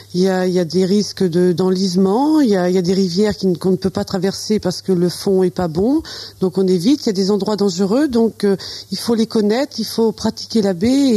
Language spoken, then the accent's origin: French; Genêts, Normandy, France; also born or lived in Avranches; De Genet. Je suis née à Avranches et j'ai passé toute mon enfance à Genet.